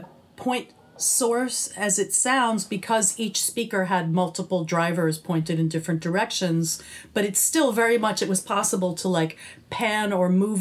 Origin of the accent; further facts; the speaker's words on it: New York, United States; even though I'm a city kid, I grew up in New York